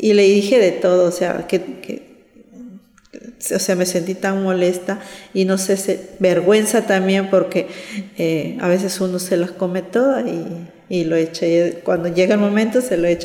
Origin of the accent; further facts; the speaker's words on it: Peru; Me gustaría así terminar y en mi país, claro, vivir en mi casa, estar en Perú y ahí pasar ahí el resto de mis días allá, ¿sí?